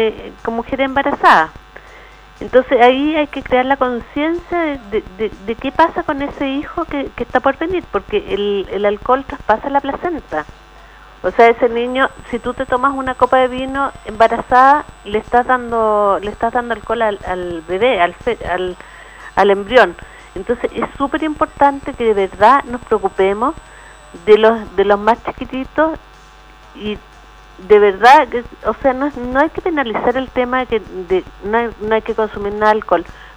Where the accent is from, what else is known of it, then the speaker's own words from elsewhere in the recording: Chile; Todos somos chilenos y todos tenemos que preocuparnos de este problema que tenemos.